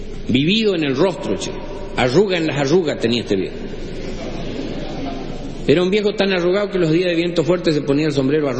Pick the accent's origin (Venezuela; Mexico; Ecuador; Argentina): Argentina; Chaco; Yo no sé si alguna vez les dije que soy del Chaco. Sí, ¿no? Más o menos.